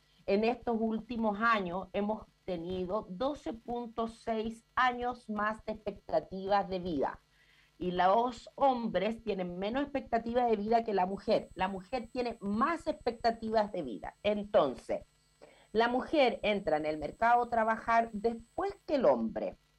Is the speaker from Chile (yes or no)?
yes; Chile; Como los chilenos todos nos gusta abreviarlo